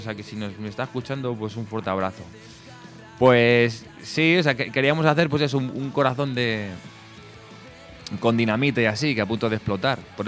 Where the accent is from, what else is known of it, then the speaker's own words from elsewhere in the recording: Móstoles, Community of Madrid, Spain; porque nosotros somos de la zona sur, somos de Móstoles, de Alcorcón y así